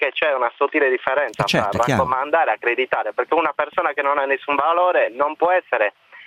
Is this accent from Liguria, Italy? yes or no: no; Cagliari, Sardinia, Italy; Anticipo subito che io sono di Cagliari